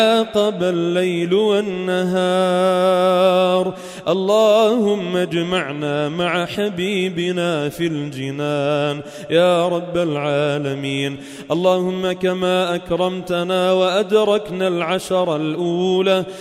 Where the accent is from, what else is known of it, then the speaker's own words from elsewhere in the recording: Sidon, South Governorate, Lebanon; وعلى بلدنا لبنان وعلى صيداء وما حولها